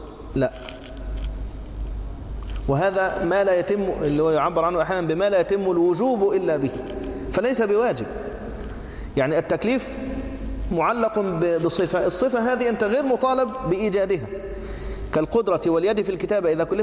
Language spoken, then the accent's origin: Arabic; Egypt; وأنا مصري